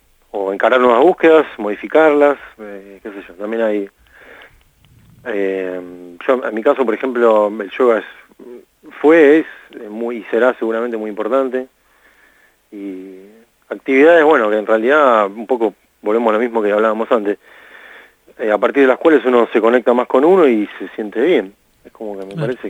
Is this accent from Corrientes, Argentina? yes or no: no; Haedo, Buenos Aires Province, Argentina; Yo soy acá de Aedo del Oeste y casi ahí en el límite con Ramos.